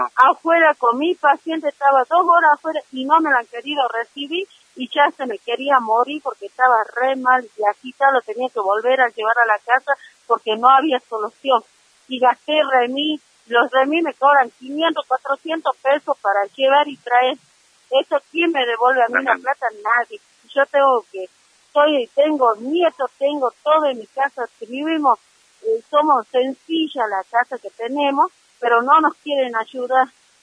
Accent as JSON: {"language": "Spanish", "town": "San Salvador de Jujuy", "region": "Jujuy", "country": "Argentina", "said": "me incriminaron porque soy de Alto Comedero"}